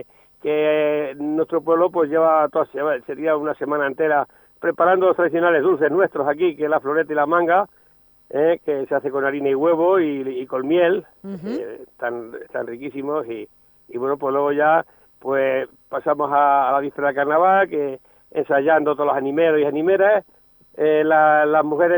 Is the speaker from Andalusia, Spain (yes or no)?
no; Valdeverdeja, Castilla-La Mancha, Spain; yo que voy a decir mi pueblo, no voy a decir que es feo, pero la verdad que sí, hay que reconocer que es precioso.